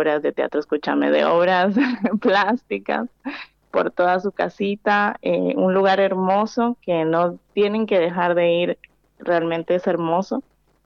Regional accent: Limón, Costa Rica; yo soy centroamericana, nací en el Caribe de Costa Rica, y crecí escuchando boleros, trovadores en la playa

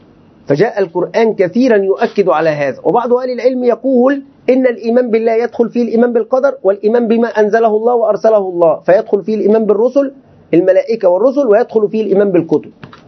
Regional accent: Egypt; يعني عندنا في مصر توجد مجموعة ممن يدعون

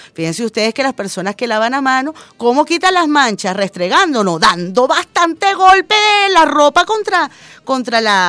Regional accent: Venezuela; todos somos venezolanos y todos estamos pasando roncha.

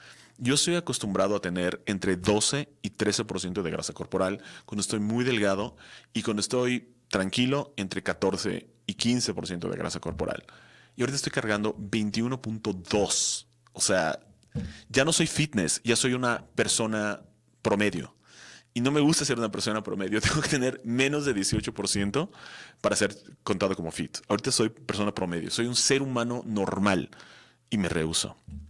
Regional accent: Mexico; Si soy mexicano, no debo de apoyar lo mexicano. Si soy mexicano, debo apoyar lo bueno.

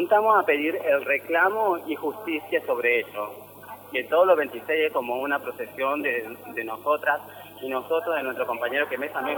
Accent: Tartagal, Salta, Argentina; desde Salta, desde mi ciudad de origen, que es Salta de Tartagal, al sur de la Argentina

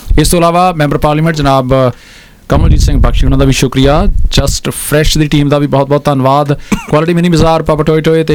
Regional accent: Hoshiarpur, Punjab, India; now in New Zealand; ਮੇਰਾ ਜਨਮ ਮਾਲਪੁਰ ਦਾ ਹੈ ਜੀ, ਜੰਪਲ ਮੈਂ ਹੁਸ਼ਿਆਰਪੁਰ ਦਾ, ਫੁੱਟਬਾਲ ਦੀ ਧਰਤੀ ਨਾਲ ਜੁੜਿਆ

